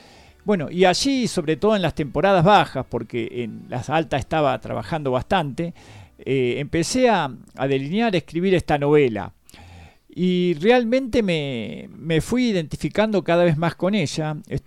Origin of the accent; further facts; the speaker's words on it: Mar del Plata, Buenos Aires Province, Argentina; also born or lived in Bahía Blanca; Venía de hacer toda mi escuela primaria, secundaria en Mar del Plata. Uh-huh. Nací en Bahía Blanca, viajé mucho por afuera también. Soy como nómade.